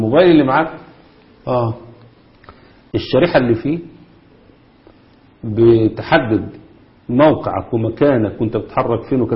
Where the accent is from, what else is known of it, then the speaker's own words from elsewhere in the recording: Egypt; الشبكات الرئيسية اللي موجودة عندنا في مصر